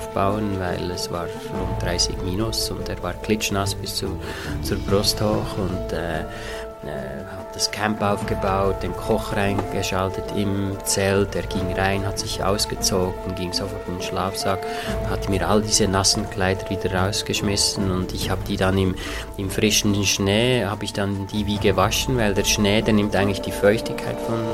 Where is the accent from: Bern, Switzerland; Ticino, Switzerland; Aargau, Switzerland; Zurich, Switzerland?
Bern, Switzerland; Interlaken; Und dann bin ich eigentlich natürlich prädestiniert durch den Ort, wo ich aufgewachsen bin. Interlaken liegt mitten im Zentrum der Schweizer Alpen